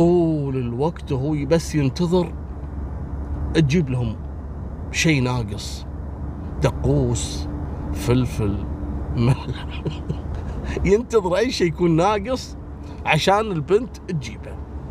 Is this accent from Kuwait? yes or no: yes; Kuwait; ما فيها النظام هذا عندنا في الكويت في 52 على الصد